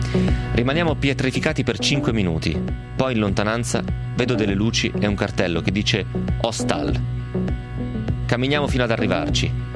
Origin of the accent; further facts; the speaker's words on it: Novara, Piedmont, Italy; il paralombardo di noi novaresi.